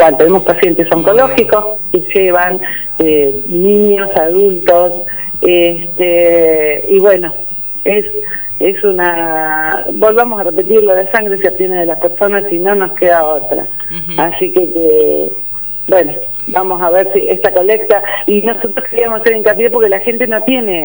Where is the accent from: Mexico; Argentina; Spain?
Argentina; Tandil, Buenos Aires Province; Soy de Tandil y nunca recargué energía.